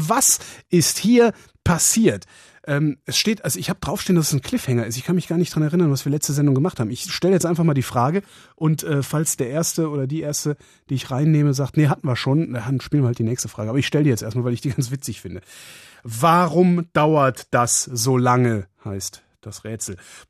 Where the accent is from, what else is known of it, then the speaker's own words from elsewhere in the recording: Cologne, North Rhine-Westphalia, Germany; ich komme aus Köln, da gibt es den Ausdruck Pissverzell.